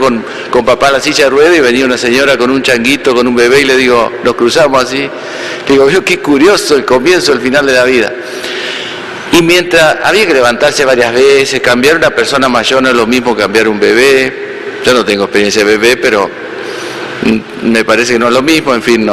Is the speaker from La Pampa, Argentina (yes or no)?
no; Entre Ríos, Argentina; Estando en mi pueblo natal, allá en Entre Ríos